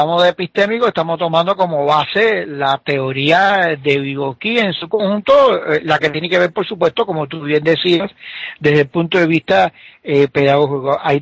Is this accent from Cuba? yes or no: yes; Cuba; moved away as an adult; now in Bolivia; yo todos saben que yo soy cubano, que radico aquí temporalmente en Bolivia